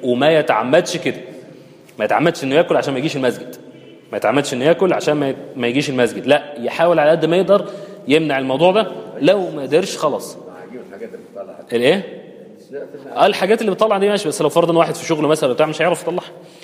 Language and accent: Arabic; Egypt; احنا الدنيا عندنا في مصر او في اللهجة العامية متلخبطة خالص،